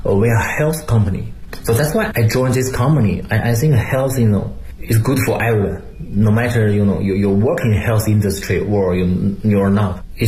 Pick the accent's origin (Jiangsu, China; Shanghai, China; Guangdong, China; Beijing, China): Beijing, China; I'm from Beijing, I know Beijing a lot.